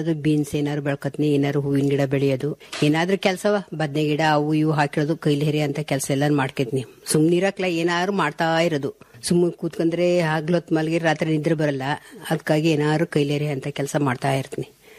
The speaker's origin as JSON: {"language": "Kannada", "town": "Kuguru", "region": "Karnataka", "country": "India", "tie": "born or raised there", "said": "ನಾವು ಕೂಗೂರಲ್ಲಿ ಹುಟ್ಟಿ ಬೆಳೆದಿದ್ದು, 50 ವರ್ಷ ಆಯ್ತು ಮದುವೆ ಆಗಿ."}